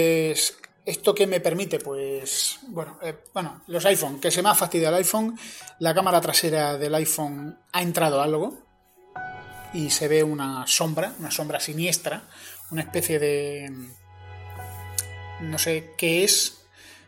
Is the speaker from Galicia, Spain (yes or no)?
no; Andalusia, Spain; soy andaluz, siempre lo he dicho